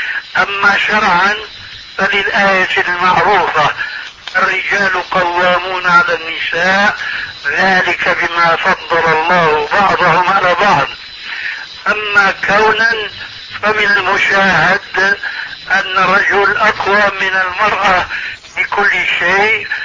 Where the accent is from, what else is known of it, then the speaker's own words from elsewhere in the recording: Syria; كما يقولون عندنا في سوريا بالسريج والفتيل